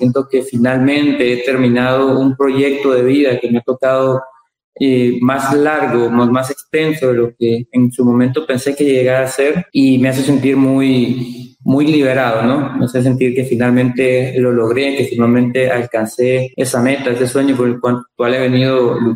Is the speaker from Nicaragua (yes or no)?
yes; Nicaragua; que estamos a la altura como nicaragüenses para dar un buen desempeño académico.